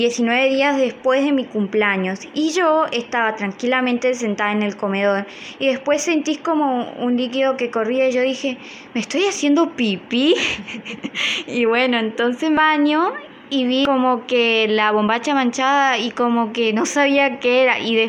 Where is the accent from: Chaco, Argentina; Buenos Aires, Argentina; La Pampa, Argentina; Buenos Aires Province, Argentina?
Chaco, Argentina; yo vengo de Argentina, Chaco, San Peña.